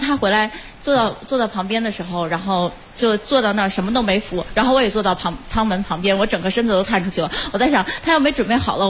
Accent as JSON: {"language": "Chinese", "region": "Tianjin", "country": "China", "said": "我是天津的。"}